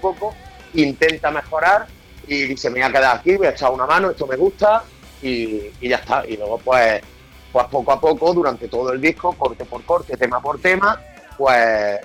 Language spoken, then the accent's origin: Spanish; Córdoba, Andalusia, Spain; Somos de Córdoba.